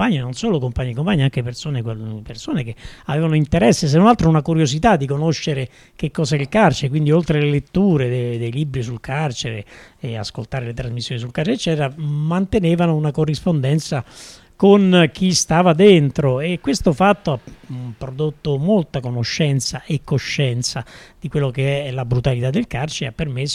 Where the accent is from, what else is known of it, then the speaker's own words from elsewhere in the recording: Anzio, Lazio, Italy; born there; appunto, sono nata ad Anzio, in provincia di Roma